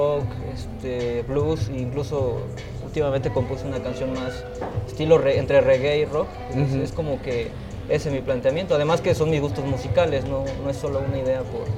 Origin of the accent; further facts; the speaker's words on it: Jonotla, Puebla, Mexico; yo soy originario de la Sierra Norte de Puebla, un pueblo que se llama Jonotla.